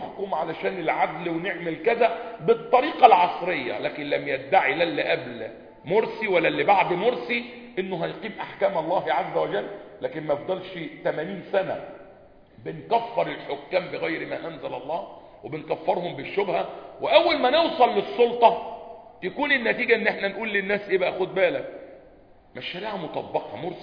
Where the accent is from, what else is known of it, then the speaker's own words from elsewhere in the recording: Egypt; مطبقه عندنا في مصر